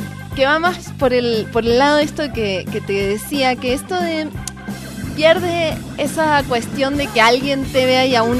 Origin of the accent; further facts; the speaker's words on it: Argentina; Y estoy muy española y soy argentina.